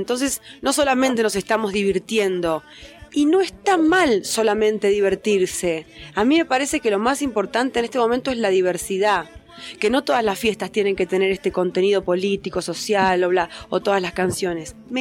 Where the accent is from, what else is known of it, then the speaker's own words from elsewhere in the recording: Patagonia, Argentina; allá yo soy de la Patagonia, del sur, y cuando era piba no había internet